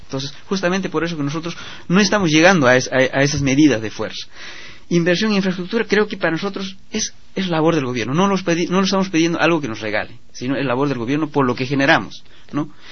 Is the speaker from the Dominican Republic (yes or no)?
no; Selva Central, Peru; nosotros en Selva Central, sobre todo de donde soy yo, de la cooperativa de La Florida